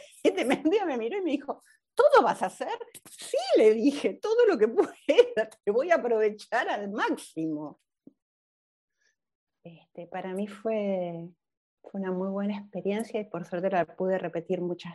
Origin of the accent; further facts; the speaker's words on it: Buenos Aires, Argentina; nosotros los argentinos, los porteños sobre todo, que somos los de Buenos Aires, somos impuntuales